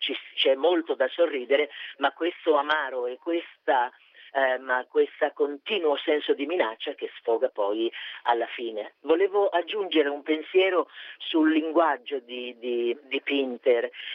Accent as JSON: {"language": "Italian", "town": "Milan", "region": "Lombardy", "country": "Italy", "said": "io l'ho interpretato con quelli che sono i miei caratteri, diciamo così, regionali, cioè io sono milanese"}